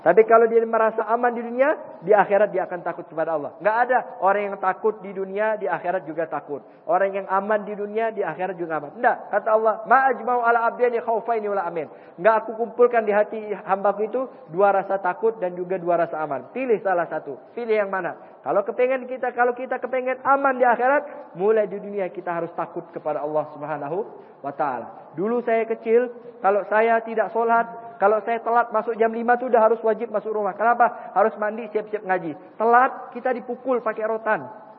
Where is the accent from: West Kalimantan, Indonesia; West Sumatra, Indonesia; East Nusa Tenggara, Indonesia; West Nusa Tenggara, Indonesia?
West Kalimantan, Indonesia; Pontianak; ini pertama kali saya datang ke Riau ini, Kabupaten Siak ini. Saya dari Pontianak